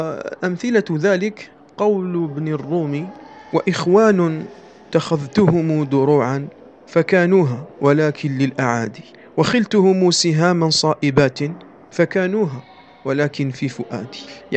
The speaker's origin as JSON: {"language": "Arabic", "country": "Algeria", "accent": "Algerian", "said": "وما أكثر هذا في لهجتنا الجزائرية"}